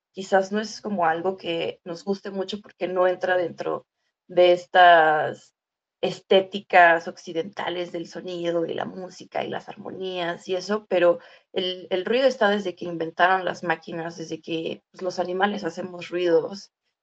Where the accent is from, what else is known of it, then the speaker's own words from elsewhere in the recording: Nezahualcóyotl, State of Mexico, Mexico; soy de Nezahualcóyotl, que es como el China del Estado de México en México, es decir que hay un montón de personas en espacios muy pequeños, no hay árboles, es una de las grandes desgracias de Nezahualcóyotl, no hay vida natural